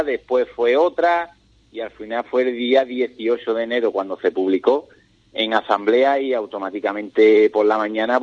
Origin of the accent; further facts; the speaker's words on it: Ubrique, Andalusia, Spain; Yo me siento como si fuera de Jimera, pero soy corredor y soy de Ubrique.